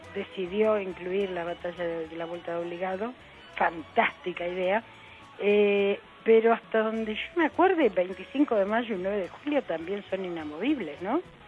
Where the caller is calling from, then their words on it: Floresta, Buenos Aires, Argentina; de Floresta.